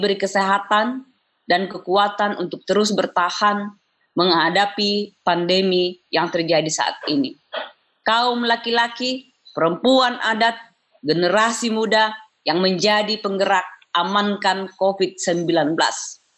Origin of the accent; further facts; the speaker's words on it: South Sulawesi, Indonesia; now in Bogor, Indonesia; Khusus untuk kampung halaman saya, Sangtorayan, Manasu Moraka.